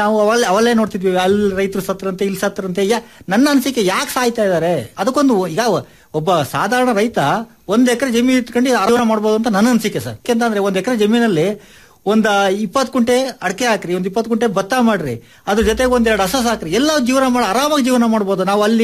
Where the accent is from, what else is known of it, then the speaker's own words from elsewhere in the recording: Bandarahalli, Karnataka, India; ನಾನು ಮೂಲತಃ ನಾವು ಭದ್ರಾವತಿ ತಾಲೂಕು ಬಂಡಾರಹಳ್ಳಿ ಗ್ರಾಮದವರು. ನಾವು ಹೆಚ್ಚು ಕಡಿಮೆ ಒಂದು 30 ವರ್ಷದಿಂದ ಜಮೀನು ಮಾಡ್ತಾ ಇದೀವಿ.